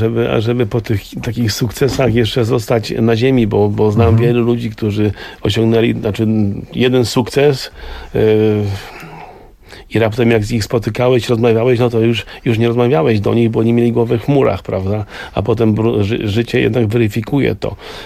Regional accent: Mrągowo, Warmian-Masurian Voivodeship, Poland; also born or lived in Germany; tak jak ja pochodzę z Mrągowa i Stałt, czyli to są takie miejsca i to, że to jest moje miejsce na ziemi

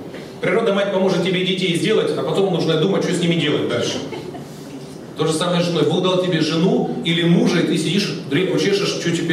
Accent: Siberia, Russia; Я вырос в Сибири, как у нас говорили, там народ пьет все, что горит

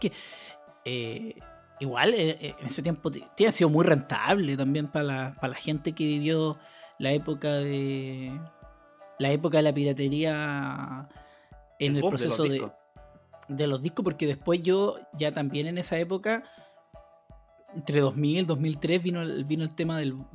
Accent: San Rosendo, Biobío, Chile; yo vengo de San Rosendo a comprar a la ciudad

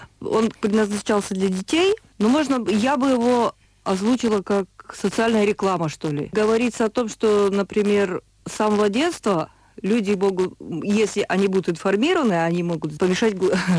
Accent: Karaganda, Karaganda Region, Kazakhstan; now in Germany; Училась я в Караганде. Ну, вообще, я как бы из Караганды. Это мой родной город.

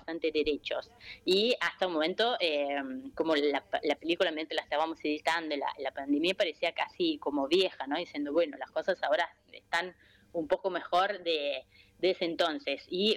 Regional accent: Italy; Yo soy italiana, pero me siento argentina, estoy ahora acá en Italia, extraño un montón

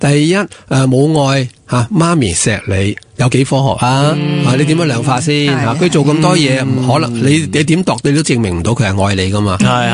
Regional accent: Hong Kong; 其实我哋香港人最唔科学就系我哋以为咁先系科学嘛。

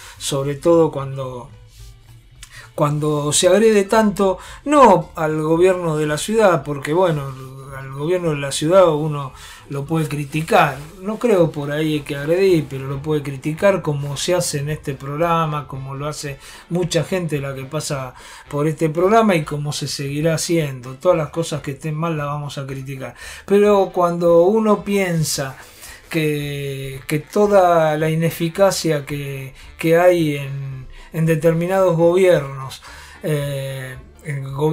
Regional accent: Buenos Aires, Argentina; aquellos que somos de la Ciudad de Buenos Aires, nos duele un poquito

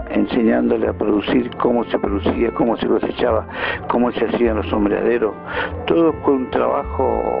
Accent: J.J. Gómez, Río Negro, Argentina; de JJ Gómez

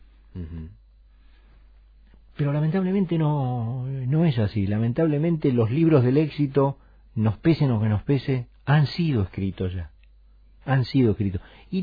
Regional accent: Argentina; Porque yo soy argentino y yo tengo que ser original.

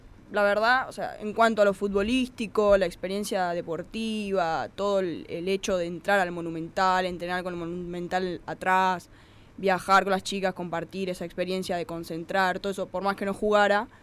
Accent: Santa Rosa, La Pampa, Argentina; born there; also born or lived in Victorica; Yo soy nacida en Santa Rosa, pero viví mucho tiempo en Victorica.

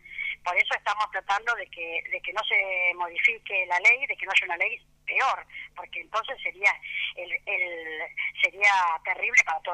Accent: Los Toldos, Buenos Aires Province, Argentina; No, realmente yo soy de Los Toldos

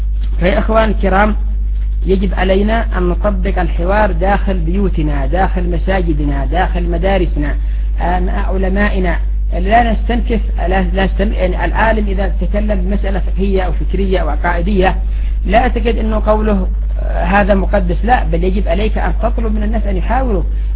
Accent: Yemen; مثلا ما هي أسباب قيام 6 حروب عندنا في اليمن؟

